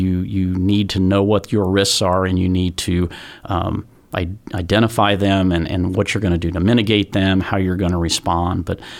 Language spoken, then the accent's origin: English; Anderson, Indiana, United States; Born and raised in Anderson.